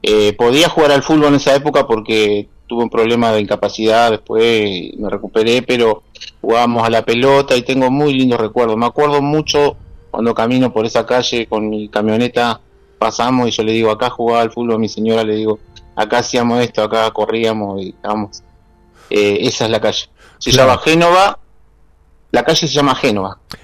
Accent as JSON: {"language": "Spanish", "town": "Mar del Plata", "region": "Buenos Aires Province", "country": "Argentina", "tie": "born or raised there", "said": "nací en Capital y a los 2 años mi mamá nos trajo para acá, para Mar del Plata"}